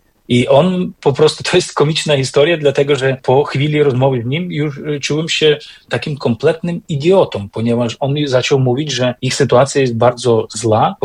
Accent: Beskid Niski, Poland; pochodzę z takiego górskiego kraju, można powiedzieć z Beskidu Niskiego, gdzie są bardzo mocne takie domowe, religijne i kulinarne, co ważne, tradycje związane z Wielkanocą

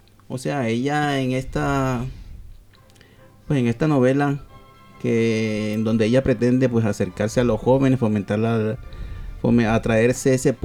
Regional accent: Colombia; en mi país, Colombia, pues desafortunadamente eso no ha ocurrido

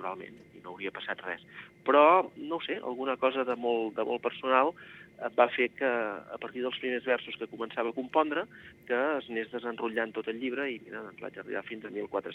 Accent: Catalonia, Spain; jo sóc del Penedès, malgrat que tingui arrels també en el Camp de Tarragona

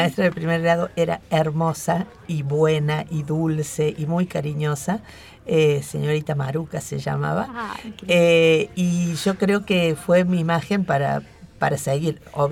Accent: Bell Ville, Córdoba, Argentina; now in Córdoba, Argentina; Yo empecé psicopedagogía, me vine a Córdoba, yo soy de Belville. Me vine a Córdoba y empecé a estudiar psicología.

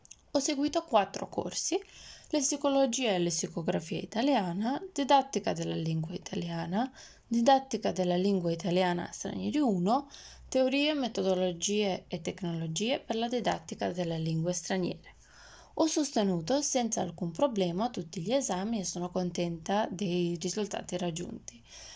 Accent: Skopje, North Macedonia; vengo da Skopje, Macedonia del Nord.

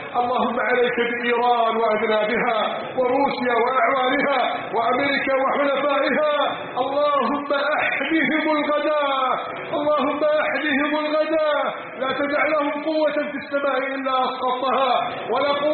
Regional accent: Egypt; اجعل بلدنا مصر عزيزة غنية شامخة بأهلها.

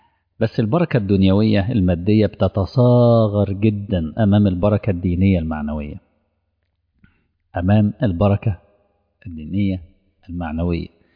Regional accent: Egypt; منطقة العريش عندنا في مصر

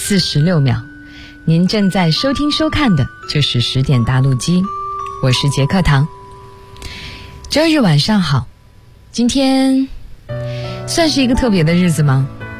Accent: Tianjin, China; 其实我也不是北京人，虽然我离北京很近，我是天津人，对，自报一下家门

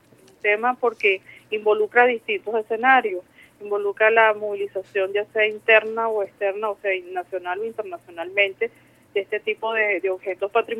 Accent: Venezuela; si nosotros como venezolanos y venezolanos no estamos claros

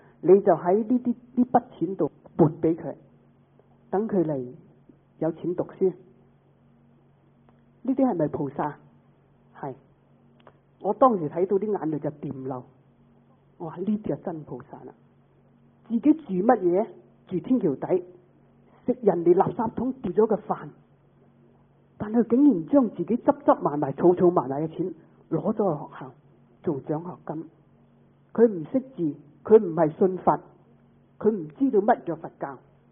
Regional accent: Hong Kong; 咁我哋香港人讲咧就系饭盒。

